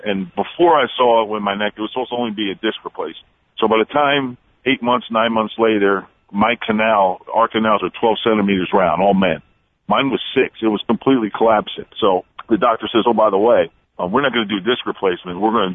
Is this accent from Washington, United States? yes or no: no; New Jersey, United States; I'm Jersey. You know what I mean? I'm from New Jersey, so we're not built the same either.